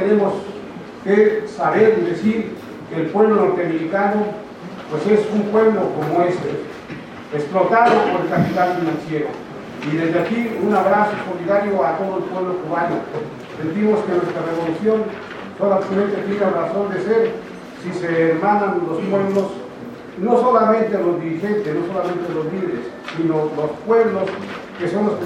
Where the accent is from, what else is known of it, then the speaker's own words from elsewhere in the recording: Mexico; porque nosotros como mexicanos, como pueblos originarios, sentimos que la revolución cubana es parte de muchas revoluciones